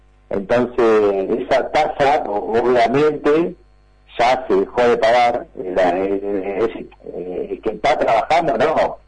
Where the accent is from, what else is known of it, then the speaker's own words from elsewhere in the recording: Argentina; También como somos los argentinos, nunca hacemos del todo bien las cosas